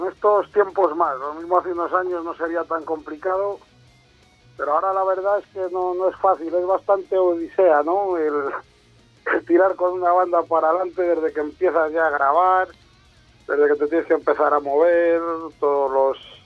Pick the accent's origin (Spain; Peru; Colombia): Spain; Villalba de los Alcores, Castile and León; Yo también soy de Valladolid, pero de aquí, de Villalba de los Alcores, del pueblo.